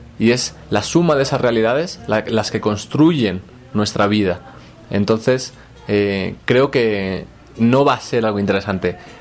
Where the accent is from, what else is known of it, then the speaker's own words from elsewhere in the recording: Spain; Yo, por ejemplo, siendo español de origen, pero soy latino